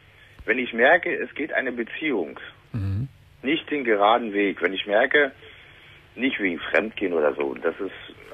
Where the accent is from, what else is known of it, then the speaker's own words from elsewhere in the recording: Leipzig, Saxony, Germany; born there; now in Brandenburg, Germany; ich wohne im Land Brandenburg und bin geboren in Leipzig.